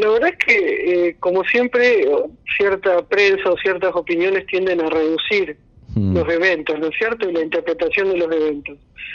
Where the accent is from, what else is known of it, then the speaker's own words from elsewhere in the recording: Rosario, Santa Fe, Argentina; ya se ha realizado en Argentina, por ejemplo en Rosario, que casualmente es mi ciudad natal